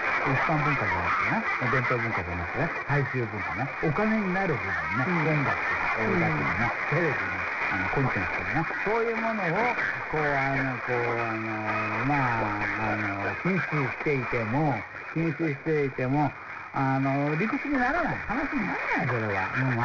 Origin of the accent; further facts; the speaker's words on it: South Korea; 韓国人としては悔しいですけれども